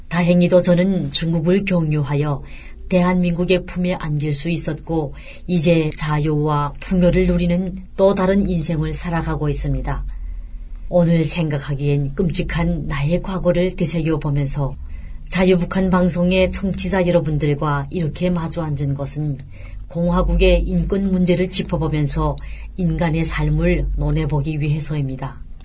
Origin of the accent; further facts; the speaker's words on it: Hamhung, South Hamgyong, North Korea; now in South Korea; 메마르고 시들고 산마저 민둥산으로 변해가는 마당에 서술만 푸르르던 내 고향의 산야를 마음속에서 지울 수가 없습니다.